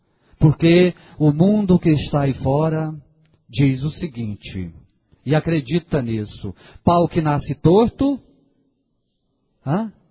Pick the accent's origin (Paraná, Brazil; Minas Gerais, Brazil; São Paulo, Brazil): Minas Gerais, Brazil; Nós, como mineiro, né, a gente sempre fala trem, né? Para nós tudo é trem, né?